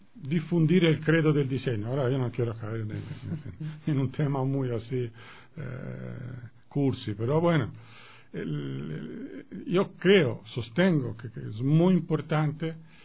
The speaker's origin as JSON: {"language": "Spanish", "town": "Florence", "region": "Tuscany", "country": "Italy", "second_language": "Spanish", "said": "Yo vuelvo y repito, soy italiano, soy florentino, nosotros tenemos en la ciudad un museo al aire abierto"}